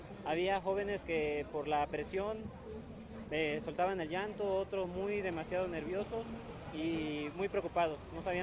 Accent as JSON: {"language": "Spanish", "region": "Veracruz", "country": "Mexico", "said": "Yo trabajo en Tabasco, soy del estado de Veracruz"}